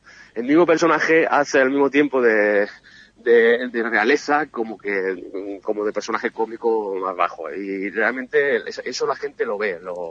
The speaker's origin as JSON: {"language": "Spanish", "town": "Lucena", "region": "Andalusia", "country": "Spain", "said": "yo soy de Lucena"}